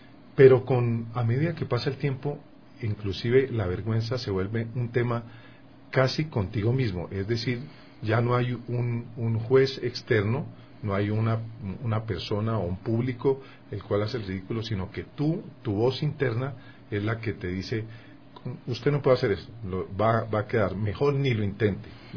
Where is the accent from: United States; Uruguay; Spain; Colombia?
Colombia; era en Bogotá, yo soy colombiano